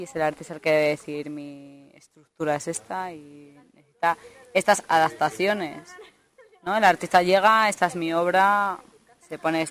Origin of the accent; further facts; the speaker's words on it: León, Castile and León, Spain; Y en cuanto yo soy de León